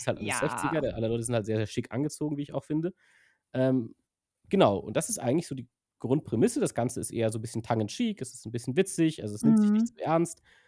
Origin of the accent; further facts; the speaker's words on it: Germany; first language German; Und wenn du als Native Speaker, als Deutscher natürlich das im Original guckst, ist es natürlich schon ganz witzig